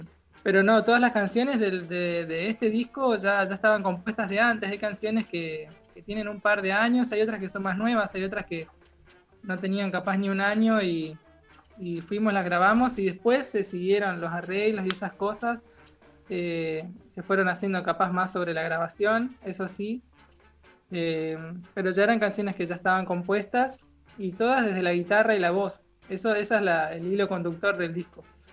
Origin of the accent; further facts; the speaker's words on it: Misiones, Argentina; había contado ahí el compa Juanba, que soy de Misiones, y es así, soy de Misiones y ahora estoy en Misiones